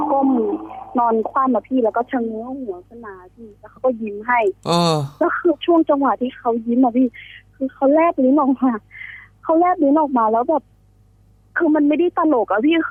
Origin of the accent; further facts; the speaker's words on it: Central Thailand, Thailand; หนูเป็นคนภาคกลาง